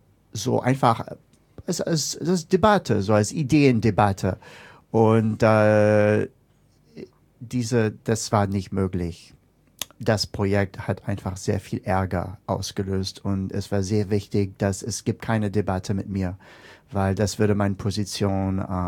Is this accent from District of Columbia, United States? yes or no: yes; Washington, District of Columbia, United States; German is a second language; ich komme aus Washington D.C., ist neben Baltimore.